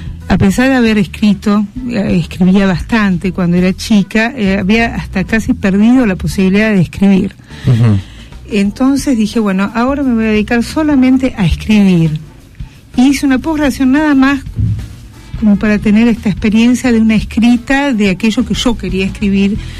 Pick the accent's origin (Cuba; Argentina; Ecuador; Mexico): Argentina; now in Brazil; Yo soy argentina, nacionalizada brasilera. Estoy aquí, en San Isidro, y hace 23 años que vivo en el Brasil. Soy psicoanalista.